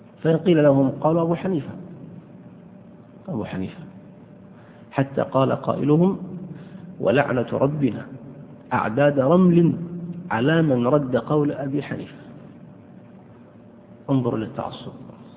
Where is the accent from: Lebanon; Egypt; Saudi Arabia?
Saudi Arabia; مدرس مع الأسف عندنا في السعودية